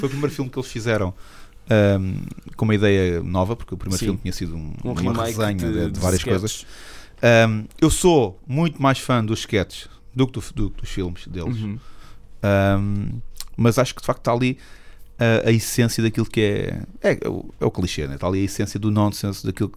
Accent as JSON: {"language": "Portuguese", "town": "Cascais", "region": "Lisbon", "country": "Portugal", "tie": "born there", "accent": "Lisbon", "lives_now": "Cacém, Portugal", "said": "O que é normal, porque até porque sou daqui, não é? Mas, não, eu nasci em Cascais, mas."}